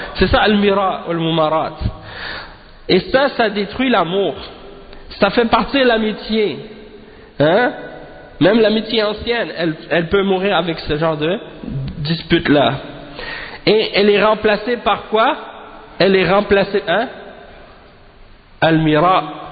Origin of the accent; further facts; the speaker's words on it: Haiti; moi, je suis haïtien